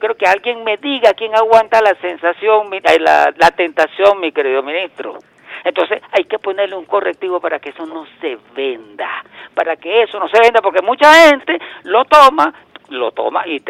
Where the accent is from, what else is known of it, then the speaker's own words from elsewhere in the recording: Venezuela; como venezolano